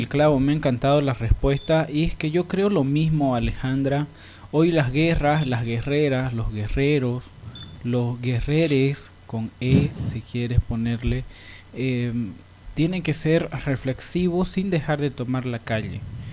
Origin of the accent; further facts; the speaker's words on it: Bolivia; como boliviano, que en mi país no está legal ni siquiera el consumo de marihuana